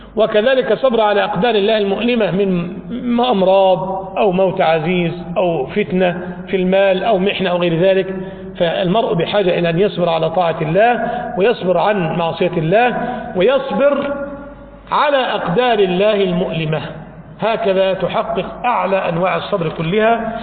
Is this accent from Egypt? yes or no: yes; Egypt; ذهب إلى الإسكندرية عندنا في مصر